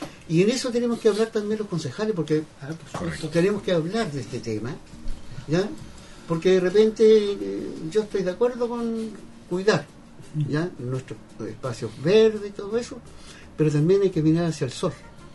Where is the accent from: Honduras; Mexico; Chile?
Chile; tenemos que tomar un acuerdo como chilenos